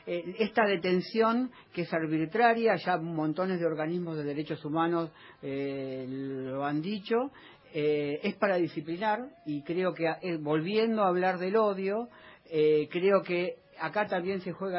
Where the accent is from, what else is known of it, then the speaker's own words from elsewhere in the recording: Buenos Aires, Argentina; now in Ramos Mejía, Argentina; Soy porteño, pero vivo en el conurbano, en Ramos Mejía.